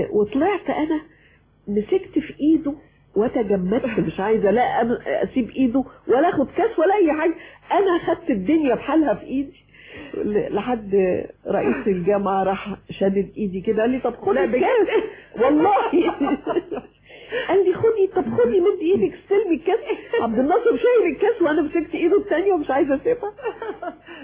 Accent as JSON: {"language": "Arabic", "town": "Alexandria", "region": "Alexandria Governorate", "country": "Egypt", "tie": "born or raised there"}